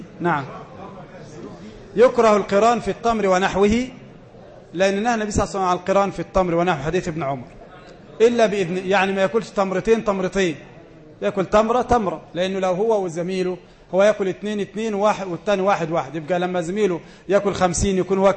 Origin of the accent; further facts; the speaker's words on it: Egypt; وناس زينا هنا كمصريين مش لاقين حد احنا نخدمه أصلا